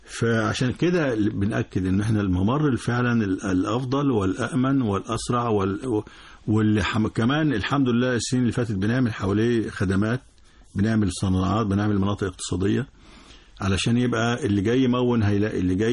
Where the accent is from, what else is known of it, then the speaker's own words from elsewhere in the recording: Egypt; بالنسبة لنا يعني كمصري أو كعربي مؤجلة دلوقتي